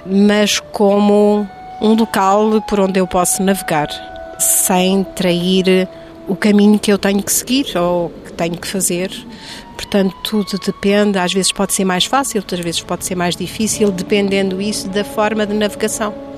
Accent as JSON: {"language": "Portuguese", "town": "Santa Clara-a-Nova", "region": "Alentejo", "country": "Portugal", "tie": "born there", "said": "Eu nasci na Santa Clara à Nova."}